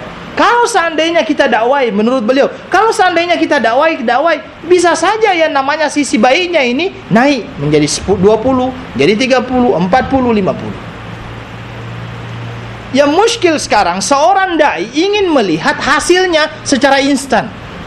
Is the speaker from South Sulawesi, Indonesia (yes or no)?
yes; South Sulawesi, Indonesia; Jadi di daerah saya itu ada satu pulau, namanya pulau Kodingare, di tempat di dekat-dekat dengan kampung saya lah.